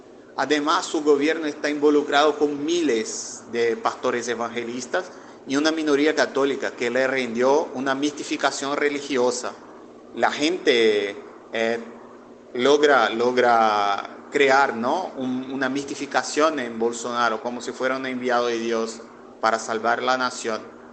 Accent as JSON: {"language": "Spanish", "town": "Amaraji", "region": "Pernambuco", "country": "Brazil", "tie": "born or raised there", "said": "Acá en mi pueblo, por ejemplo, llamado Amaragi, que queda a 100 kilómetros de la capital de mi provincia, Pernambuco"}